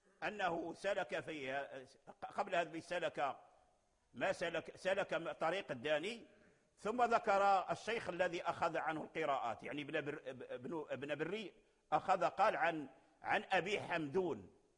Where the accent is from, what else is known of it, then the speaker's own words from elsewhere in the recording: Morocco; أسانيدهم موصولة معروفة عندنا في المغرب